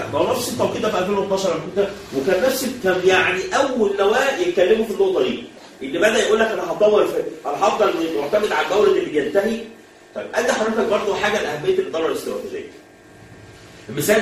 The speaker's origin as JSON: {"language": "Arabic", "country": "Egypt", "said": "واحنا كمصر يعني انت احنا كمصريين وكعرب من اكتر الحاجات اللي بتزعلنا ان احنا مش مستثمرين"}